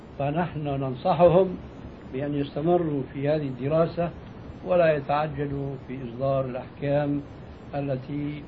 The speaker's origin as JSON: {"language": "Arabic", "country": "Syria", "said": "وهذا كانوا إلى حد قريب عندنا في سوريا يمتطيه طبقة معينة من الناس"}